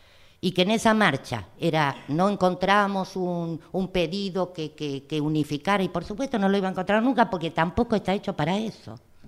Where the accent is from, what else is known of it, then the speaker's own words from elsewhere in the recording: Argentina; Soy docente argentina.